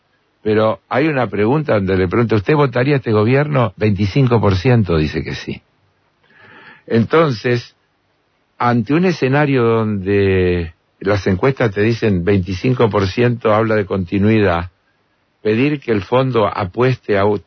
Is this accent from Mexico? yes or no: no; Argentina; yo sentí vergüenza como argentino